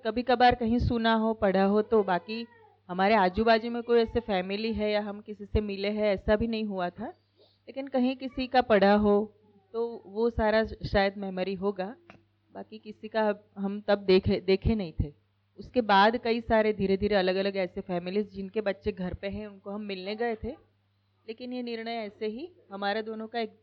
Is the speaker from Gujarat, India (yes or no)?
yes; Ahmedabad, Gujarat, India; now in Indore, India; हम अहमदाबाद से आए हैं और 2014 में हम यहाँ पहली बार आए थे।